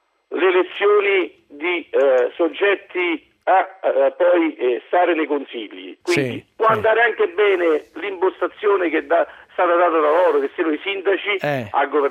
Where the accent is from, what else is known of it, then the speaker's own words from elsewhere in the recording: Fondi, Lazio, Italy; born there; Sono nato a Fondi, sono orgoglioso di essere nato a Fondi